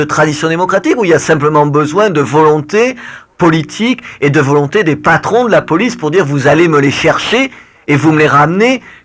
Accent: France; Je suis français, la France est régulièrement

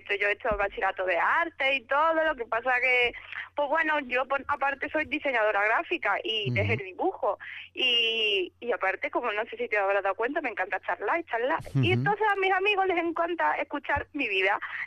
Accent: Málaga, Andalusia, Spain; also born or lived in Algeciras; Sí, en Algeciras, aunque yo toda mi vida la pasaba en Málaga, en Algeciras allí nos mudamos para Málaga, así que soy gaditana de nacimiento, malagueña de corazón.

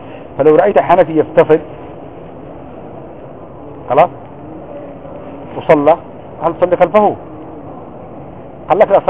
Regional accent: Yemen; عندنا في اليمن

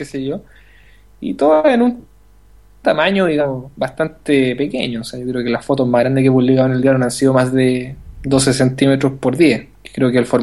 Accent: Santiago, Santiago Metropolitan Region, Chile; now in Valparaíso, Chile; yo soy de Santiago, o sea, ni siquiera soy de Valparaíso.

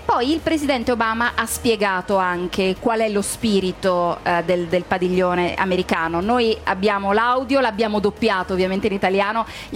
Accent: Milan, Lombardy, Italy; Io sono molto fiera da milanese

